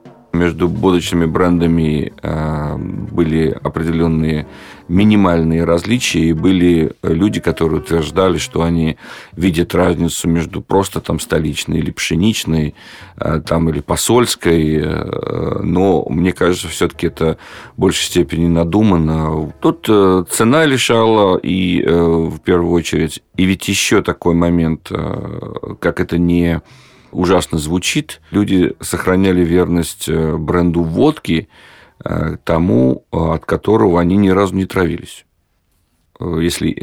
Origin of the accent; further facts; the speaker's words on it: Georgia; now in Russia; детство провел не в России, в Грузии